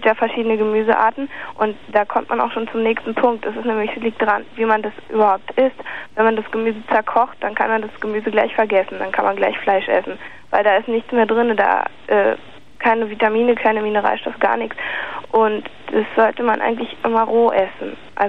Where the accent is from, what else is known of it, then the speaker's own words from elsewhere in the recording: West Germany, Germany; Nee, ich bin aus dem Westen, ja.